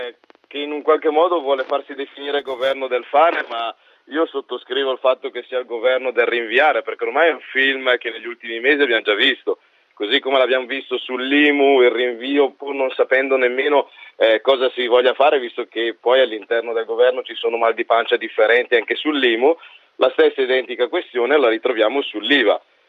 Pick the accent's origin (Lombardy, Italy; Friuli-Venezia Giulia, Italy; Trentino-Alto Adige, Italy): Lombardy, Italy; Brescia; io parlo da bresciano, quindi da pragmatico anche doc